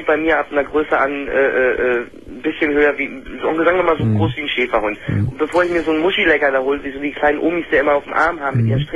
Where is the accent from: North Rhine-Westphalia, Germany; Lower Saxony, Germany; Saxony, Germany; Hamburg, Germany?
North Rhine-Westphalia, Germany; Remscheid; moved away as an adult; now in Schleswig-Holstein, Germany; Ursprünglich komme ich ja aus Remscheid und mich hat es nach dem Norden verschlagen, weil ich beim Bund war